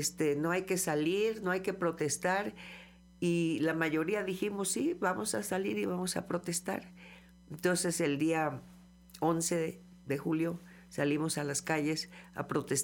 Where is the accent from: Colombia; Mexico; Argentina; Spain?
Mexico; Cosamaloapan, Veracruz; me tocó estar en Cosamaloapan, Veracruz, de donde yo soy originaria, y allá el movimiento no se dio.